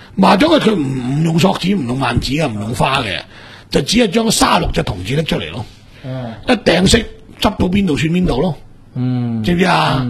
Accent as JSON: {"language": "Cantonese", "region": "Guangdong", "country": "China", "said": "呢个我哋广东人嘅一个俗语嚟噶"}